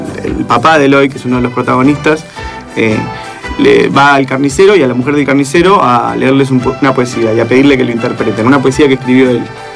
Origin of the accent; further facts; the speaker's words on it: Béccar, Buenos Aires Province, Argentina; yo soy de provincia, de Bécar.